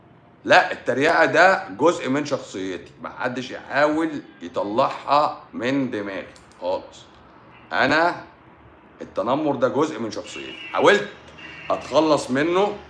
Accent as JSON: {"language": "Arabic", "country": "Egypt"}